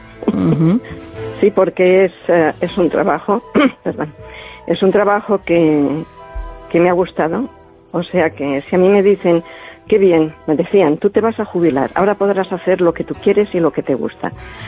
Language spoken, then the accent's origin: Spanish; Balearic Islands, Spain; Spanish is a second language; yo soy procedente de Mallorca. Y entonces yo aprendí el castellano, aunque no hablo bien el catalán, el mallorquín, pues yo he aprendido un castellano un poco deficiente desde mi punto de vista.